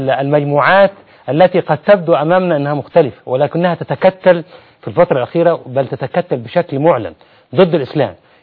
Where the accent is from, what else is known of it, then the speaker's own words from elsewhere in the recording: Egypt; يعني هذه قضية غير مطروحة أصلا عندنا في مصر